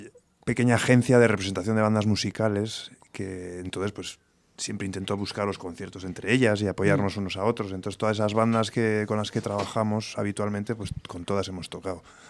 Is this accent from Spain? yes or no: yes; Pamplona, Navarre, Spain; yo como he dicho antes, vengo de Pamplona